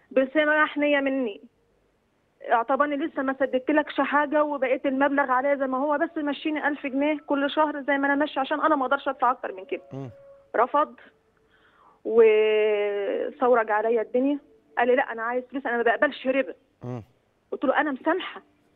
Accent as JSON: {"language": "Arabic", "region": "Kafr El Sheikh Governorate", "country": "Egypt", "said": "انا من محافظه كفر الشيخ"}